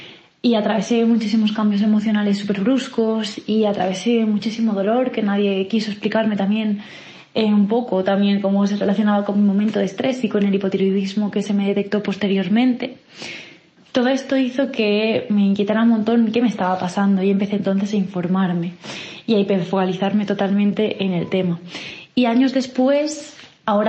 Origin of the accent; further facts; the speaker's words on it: Alicante, Valencian Community, Spain; now in Granada, Spain; Hola, tengo 25 años y soy de Alicante, aunque viviendo en Granada.